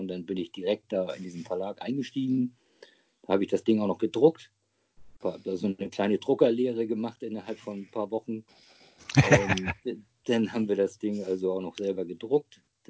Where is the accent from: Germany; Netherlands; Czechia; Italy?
Germany; Hamburg; Also ich bin ja jetzt mittlerweile 55 Jahre alt, gebürtiger Hamburger. Genauer gesagt bin ich Harburger. Da legen die Harburger ja oft Wert drauf und auch die Hamburger. Aber aufgewachsen bin ich eigentlich in Hamburg-Wilhelmsburg, mitten im Herzen von Hamburg